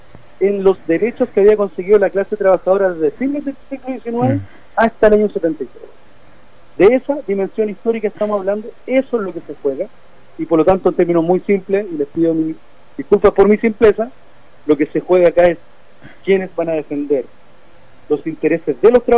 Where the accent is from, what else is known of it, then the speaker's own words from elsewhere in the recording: Conchalí, Santiago Metropolitan Region, Chile; yo soy de Conchalí, estudié en Independencia, conozco perfectamente la realidad social y económica de este segmento